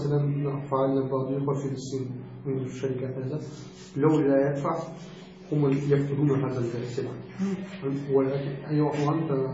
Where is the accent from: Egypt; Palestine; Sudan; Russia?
Russia; Arabic is a second language; مثل عندنا في روسيا موجود في سيارة هكذا